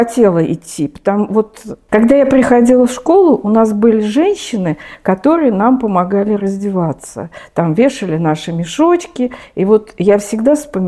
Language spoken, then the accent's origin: Russian; Moscow, Russia; Все мое детство прошло в Москве. Я родилась в Москве, училась в Москве. То есть я коренная москвичка. Мои бабушки и дедушки тоже были жили в Москве. Я училась в московских школах.